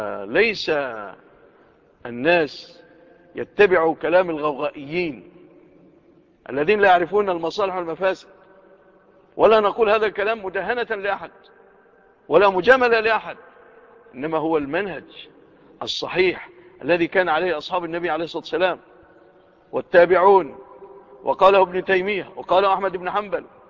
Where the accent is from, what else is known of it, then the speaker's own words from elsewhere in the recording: Egypt; لو وقعت في بلادنا مصر لكانت الفتن والقلاقل والفوضى والخوف